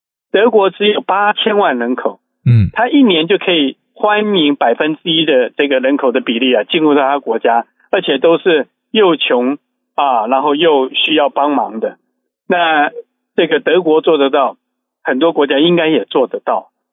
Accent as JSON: {"language": "Chinese", "country": "China", "said": "我们中国人有一句话嘛哈，这个救急不救穷嘛"}